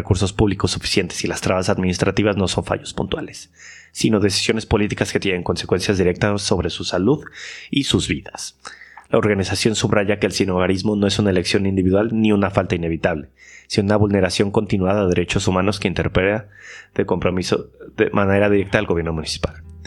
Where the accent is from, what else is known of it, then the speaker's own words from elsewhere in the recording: Mexico; now in Granada, Spain; al ser yo extranjero, mexicano